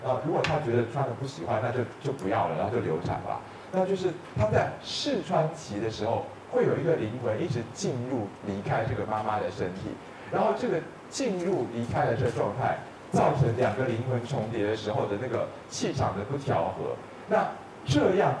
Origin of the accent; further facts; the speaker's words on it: China; 我们中国人说右半身比较是气分，左半身比较是血分